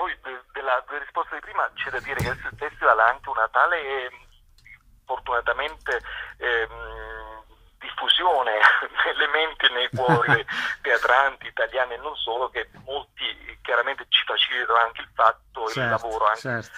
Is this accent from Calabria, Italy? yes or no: yes; Calabria, Italy; con un'esigenza proprio nostra da calabresi di non fare sempre soltanto viaggi in giro per l'Italia